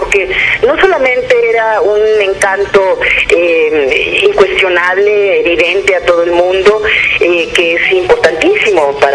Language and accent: Spanish; Mexico; no solamente aquí en mi país, en México, sino de todo el continente latinoamericano y del mundo entero.